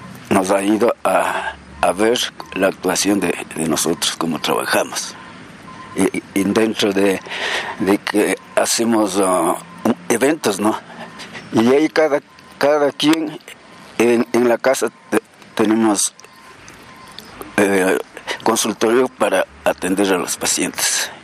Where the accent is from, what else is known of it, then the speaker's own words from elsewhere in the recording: Yaruquí, Pichincha, Ecuador; Yo soy de aquí de la provincia de Pichincha y soy de Yaruquí y me compré una propiedad en Conocoto, entonces yo vivo, estoy ya 50 años en Conocoto.